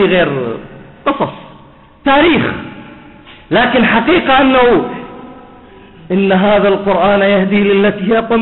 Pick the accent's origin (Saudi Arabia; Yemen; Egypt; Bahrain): Bahrain; عندنا في البحرين سجلت الحالات التي سجلت بهذا المرض